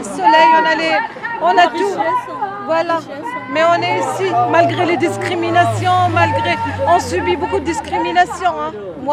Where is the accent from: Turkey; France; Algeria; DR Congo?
Algeria; si on vous laisse rentrer au consulat, on est algérien, on est interdit de rentrer au consulat